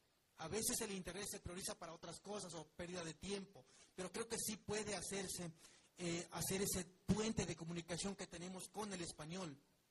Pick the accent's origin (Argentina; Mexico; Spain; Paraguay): Mexico; nosotros, como mexicanos, somos los principalmente obligados en conocer cuanto menos una segunda lengua más.